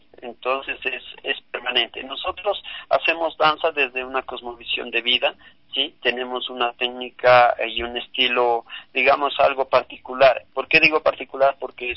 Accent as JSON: {"language": "Spanish", "country": "Ecuador", "said": "este país que jamás puede verse sino que debe verse amado y por quienes somos ecuatorianos y somos ciudadanos del mundo"}